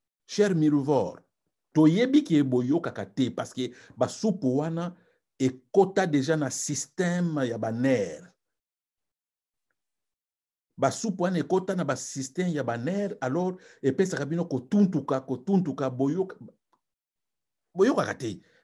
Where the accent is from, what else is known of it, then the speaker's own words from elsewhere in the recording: DR Congo; Je suis congolais. Ce pays-là m'appartient.